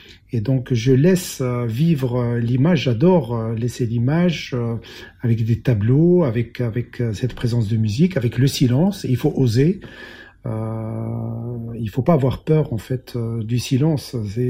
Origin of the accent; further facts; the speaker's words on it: Morocco; moved away as an adult; now in Belgium; Je suis né au Maroc, j'ai grandi au Maroc, j'ai eu mon baccalauréat au Maroc, je suis venu faire mes études en Belgique.